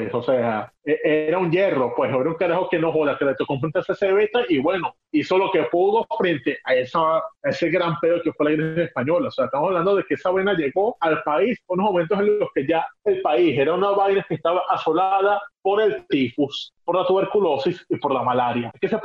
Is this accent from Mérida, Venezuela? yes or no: no; La Guaira, Venezuela; Coño de la madre, ¿por qué mi pueblo siempre? Ah, no, ya sé por qué. El puerto, coño de la madre.